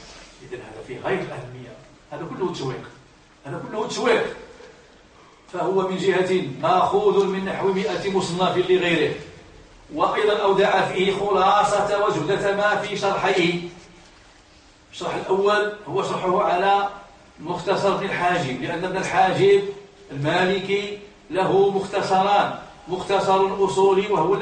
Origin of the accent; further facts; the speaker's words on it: Libya; لمدن كثيرة كاين في المغرب وعندنا في ليبيا